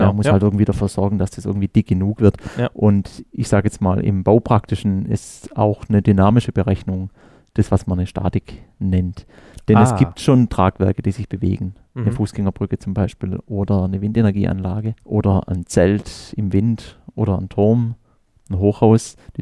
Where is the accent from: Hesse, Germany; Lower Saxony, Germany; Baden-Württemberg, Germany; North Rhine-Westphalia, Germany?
Baden-Württemberg, Germany; Ich komme hier ganz aus der Nähe. Ich bin im Schwarzwald aufgewachsen